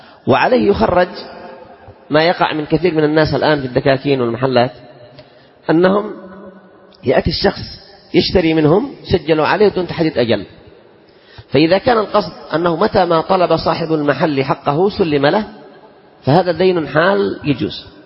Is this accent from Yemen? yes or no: yes; Yemen; إذن هذه لا يمكن أن نسلم فيها عندنا في اليمن